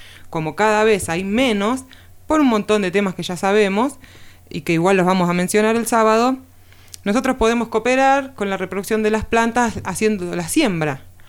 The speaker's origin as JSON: {"language": "Spanish", "region": "Buenos Aires", "country": "Argentina", "tie": "born there", "moved": "as an adult", "lives_now": "Villa Las Rosas, Argentina", "said": "yo nací en Capital Federal, en Buenos Aires. En el año 2011 me voy a vivir a Tras la Sierra, a Villa Las Rosas"}